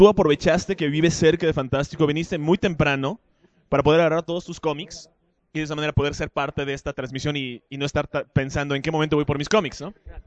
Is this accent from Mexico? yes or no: yes; Mexico; ¿por qué si soy mexicano tengo que consumir y aprobar de todo lo mexicano?